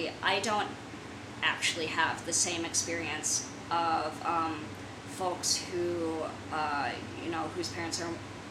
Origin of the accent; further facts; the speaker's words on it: San Francisco, California, United States; growing up in San Francisco, which, at least while I was there, and the environments that I was moving through, especially as a younger child when this movie came out, it's a lot of Asian American people there